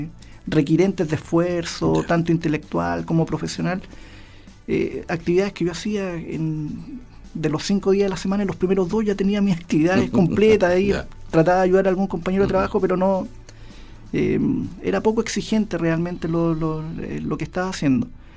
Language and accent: Spanish; Chile; como muchos chilenos, como muchos emprendedores que nos deben estar escuchando, me tiré nomás.